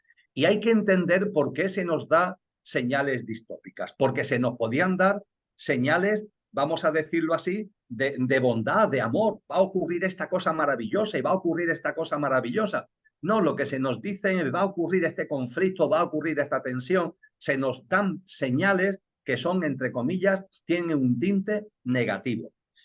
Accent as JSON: {"language": "Spanish", "town": "Seville", "region": "Andalusia", "country": "Spain", "said": "En mi tierra el verano es muy fuerte, en Sevilla, en Andalucía, el verano es potente."}